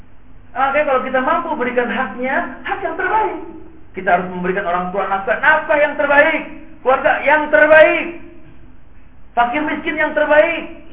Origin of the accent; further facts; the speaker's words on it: Jakarta, Indonesia; kita orang Jakarta